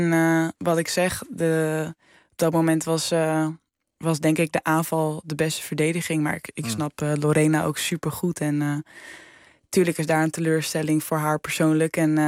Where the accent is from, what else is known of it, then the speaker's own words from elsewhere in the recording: Netherlands; alle Nederlandse meiden, we hebben die van helemaal plat gereden al door de jaren heen.